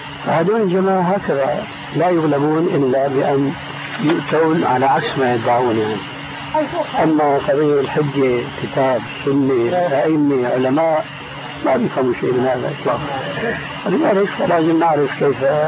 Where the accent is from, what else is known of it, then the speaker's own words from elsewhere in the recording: Damascus, Damascus Governorate, Syria; أقول ناس عندنا في دمشق يعني